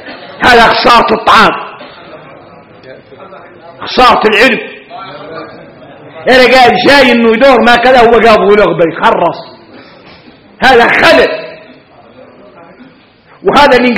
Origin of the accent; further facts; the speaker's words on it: Mauritania; هذا حديث احنا موريتانية